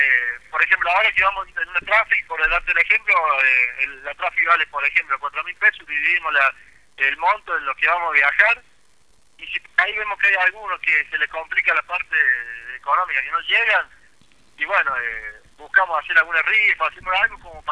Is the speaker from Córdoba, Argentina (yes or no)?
yes; Córdoba, Argentina; moved away as an adult; Yo soy de Córdoba, yo me vine hace 5 años acá.